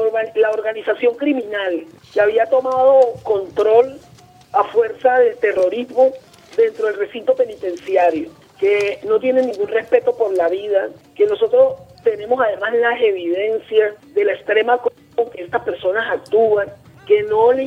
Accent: Venezuela; de verdad que es lo que uno debe sentir como venezolano

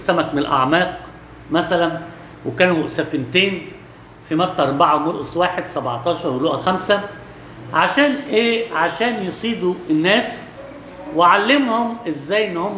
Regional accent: Alexandria, Alexandria Governorate, Egypt; ده معروف عندنا في اسكندرية

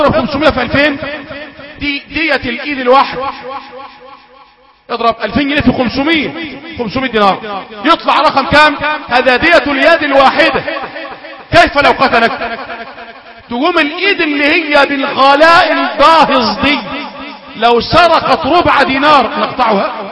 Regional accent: Egypt; طيب تلت الليل عندنا في مصر غير تلت الليل في السعوديه

